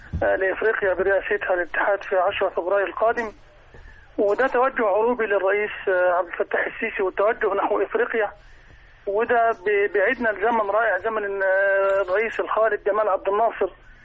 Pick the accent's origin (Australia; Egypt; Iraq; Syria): Egypt; يعني صراحه ربنا انا فخور كمصري